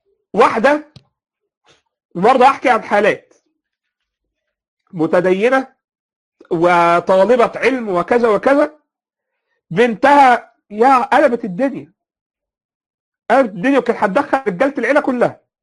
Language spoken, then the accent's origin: Arabic; Egypt; يعني تلاقي مثلا فكر دخل منين يا جماعه عندنا في مصر